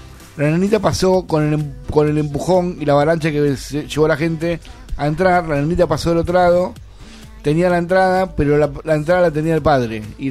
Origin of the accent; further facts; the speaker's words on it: Quilmes, Buenos Aires Province, Argentina; Bueno, yo fui a la casa del vecino. De ahí nos fuimos caminando hasta el centro de Quilmes.